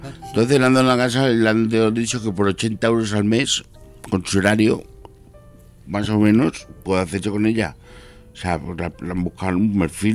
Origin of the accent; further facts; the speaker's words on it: Fuenlabrada, Community of Madrid, Spain; Y yo, que soy de Fuenlabrada, todavía estoy esperando a que no me lo quite.